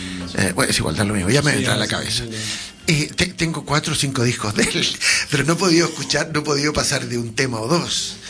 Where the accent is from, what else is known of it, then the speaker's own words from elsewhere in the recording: Santiago, Santiago Metropolitan Region, Chile; also born or lived in Valparaíso; Sí, yo también nací en el puerto. Me crié toda mi vida en Santiago, pero nací en el puerto, ¿verdad? Ahí en la Avenida Francia.